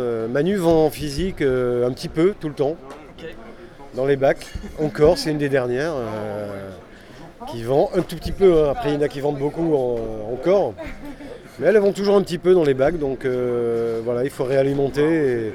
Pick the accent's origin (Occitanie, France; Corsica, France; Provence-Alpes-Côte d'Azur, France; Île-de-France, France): Provence-Alpes-Côte d'Azur, France; Nice; Mais en fait, je suis monté de Nice, comme je faisais beaucoup de musique, avec des groupes niçois, et je montais tout le temps à Paris